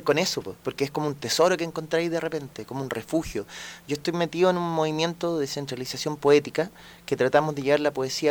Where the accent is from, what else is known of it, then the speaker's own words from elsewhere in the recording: Vitacura, Santiago Metropolitan Region, Chile; also born or lived in Providencia; Pero yo en Santiago, toda la vida. Nací en Providencia, pero viví casi toda mi infancia en Vitacura.